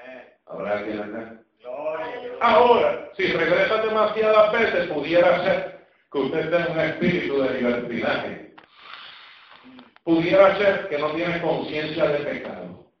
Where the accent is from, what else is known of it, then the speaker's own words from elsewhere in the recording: Puerto Rico; Bueno, todavía hablo un poco chino. Imagínate tú, soy puertorriqueño.